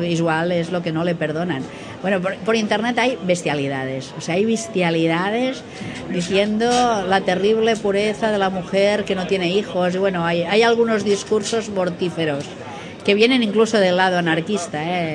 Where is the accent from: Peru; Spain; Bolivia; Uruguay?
Spain; Barcelona, Catalonia; Yo, que soy de Barcelona